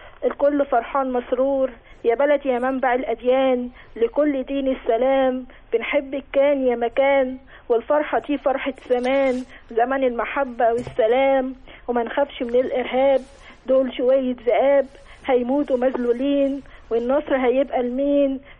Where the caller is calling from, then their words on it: Giza, Giza Governorate, Egypt; انا بتكلم من الجيزه.